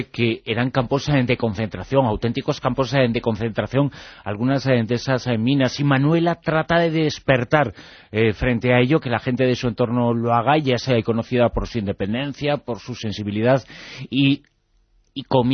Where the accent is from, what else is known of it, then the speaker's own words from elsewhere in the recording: Ribadavia, Galicia, Spain; somos de Rivadavia, del pueblo en donde eran las Hermanas Touza